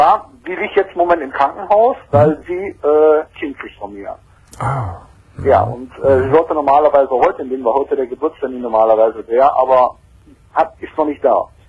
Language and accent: German; Geldern, North Rhine-Westphalia, Germany; da in Geldern, wo ich herkomme